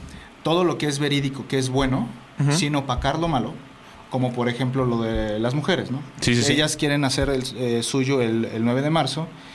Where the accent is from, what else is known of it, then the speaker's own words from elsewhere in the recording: Mexico; incluyéndome, somos personas mexicanos